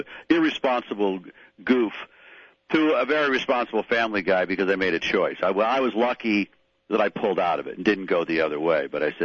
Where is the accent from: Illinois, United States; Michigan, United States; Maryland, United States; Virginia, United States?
Michigan, United States; Detroit; now in Los Angeles, United States; I'm just a Pistons fan. I'm from Detroit, so I'm not a big Laker fan. I live here in Los Angeles.